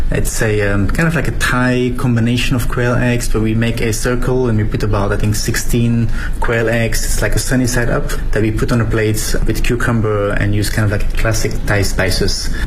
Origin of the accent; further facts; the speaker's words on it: Belgium; English is a second language; I'm from Belgium